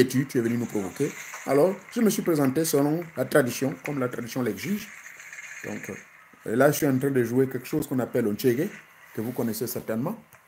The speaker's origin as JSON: {"language": "French", "country": "Gabon", "said": "moi, je suis du Gabon."}